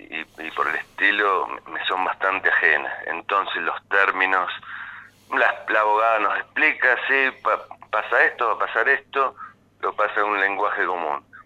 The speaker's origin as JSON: {"language": "Spanish", "country": "Argentina", "said": "yo primero que nada soy argentino."}